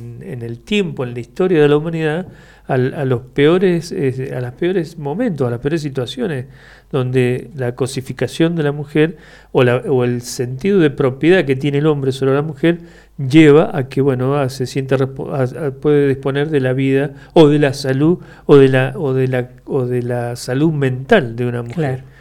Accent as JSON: {"language": "Spanish", "region": "Mendoza", "country": "Argentina", "said": "En la realidad nuestra, como mendocinos y mendocinas, con todas estas situaciones trágicas"}